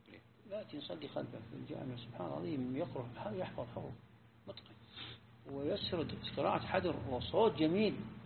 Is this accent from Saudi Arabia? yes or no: yes; Najd, Saudi Arabia; يعني عندنا في نجد هنا قبل 40-50 سنة ما يجودون أبدا